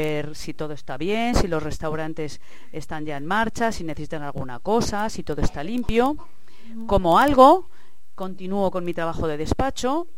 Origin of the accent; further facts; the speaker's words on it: Madrid, Community of Madrid, Spain; born there; now in Alicante, Spain; Pues yo nací en Madrid porque mi abuelo era cirujano y era médico, y entonces mi mami, cuando le tocaba dar a luz, pues se iba a Madrid a que mi abuelo la cuidara y la ayudara.